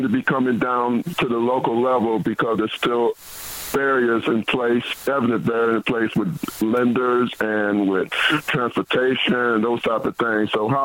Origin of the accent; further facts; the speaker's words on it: Minnesota, United States; I'm from Minnesota. We have among some of the worst disparities economically among black people here, especially in Minneapolis.